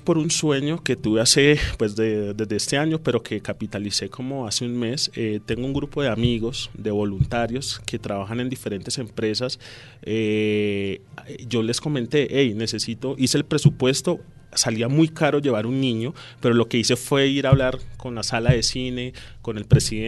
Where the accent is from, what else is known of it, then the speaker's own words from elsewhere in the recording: Soacha, Cundinamarca, Colombia; yo crecí en Altos de Casuca, nací allí, crecí allí en mi infancia